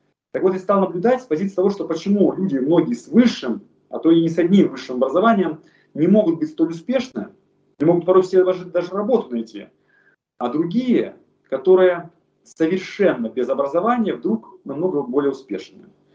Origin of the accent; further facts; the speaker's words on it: Far East, Russia; now in Moscow, Russia; Когда я переехал в Москву, сам я родом с Дальнего Востока